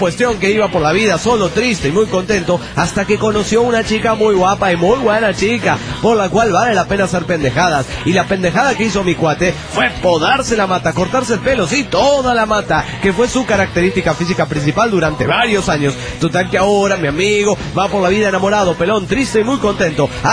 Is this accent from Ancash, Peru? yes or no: no; Lima, Peru; Y yo como soy latina de Lima, Perú.